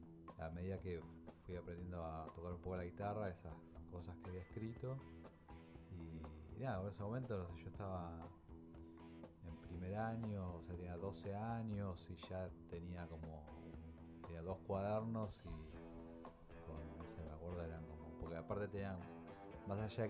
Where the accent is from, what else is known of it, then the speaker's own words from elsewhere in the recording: Monte Grande, Buenos Aires Province, Argentina; Yo nací, o sea, viví en Monte Grande y vivo ahora vivo a 8 cuadras de la casa de mis padres, digamos, de casa paterna.